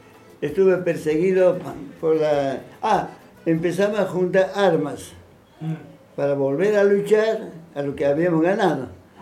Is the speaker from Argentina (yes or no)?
no; Cochabamba, Bolivia; Nací en Bolivia, nací en Cochabamba, eterna primavera.